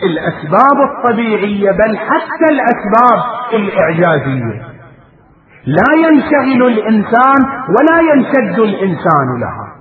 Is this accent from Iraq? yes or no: yes; Iraq; وبلاؤنا نحن أبناء العراق